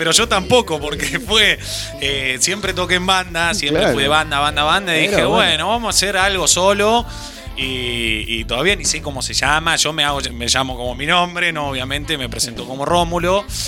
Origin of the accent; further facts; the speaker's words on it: San Marcos, Córdoba, Argentina; soy nacido acá, soy enfermo de San Marcos, wow, claro, amo.